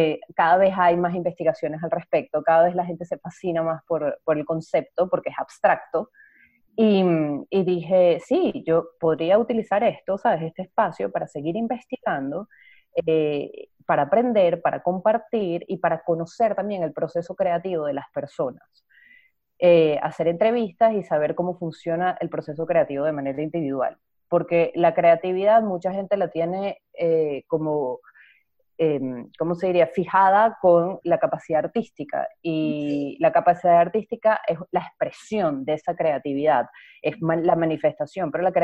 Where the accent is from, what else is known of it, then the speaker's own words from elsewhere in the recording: Venezuela; moved away as an adult; also born or lived in Spain; now in Montreal, Canada; soy venezolana, vivía en España y me mudé a Montreal con mi esposo.